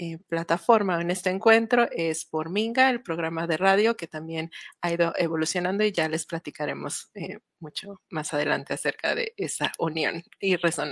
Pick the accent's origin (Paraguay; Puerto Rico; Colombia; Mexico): Mexico; como ya bien mencionaste, soy de México, específicamente estoy en Puebla, la ciudad de Puebla